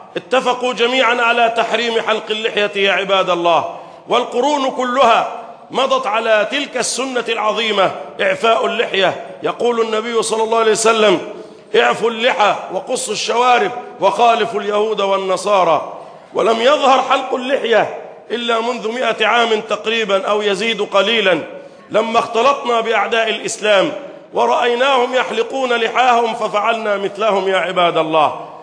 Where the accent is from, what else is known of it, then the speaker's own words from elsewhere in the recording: Egypt; اللهم احفظ بلدنا مصر